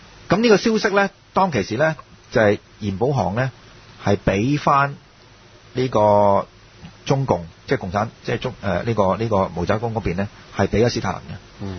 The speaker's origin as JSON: {"language": "Cantonese", "country": "China", "said": "咁但係作為中國人咧，其實我哋要問一個問題"}